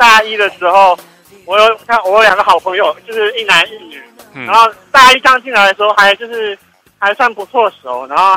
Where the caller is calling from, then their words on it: New Taipei, Taiwan; 我想说要凑个新北的，我就从新北打电话过来了。